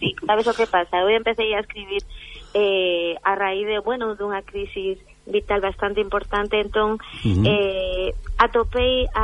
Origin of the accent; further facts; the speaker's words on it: Pontevedra, Galicia, Spain; first language Spanish; Galician is a second language; Eu, o galego, por desgraza, ainda que somos galegos, ás veces, eu empecé a estudiar lingua galega en sexto de primaria